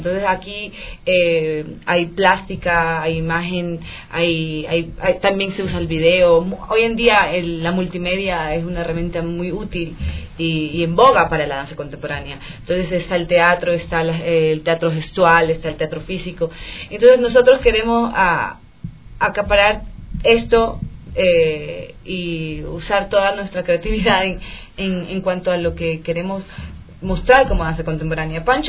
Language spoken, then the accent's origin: Spanish; Guayaquil, Guayas, Ecuador; si es que era en Guayaquil, porque soy de Guayaquil